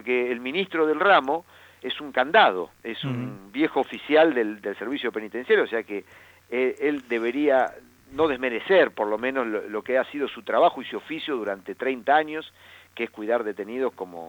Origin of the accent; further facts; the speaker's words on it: Buenos Aires, Argentina; Es mi gobernante, yo soy bonaerense, es mi gobernante.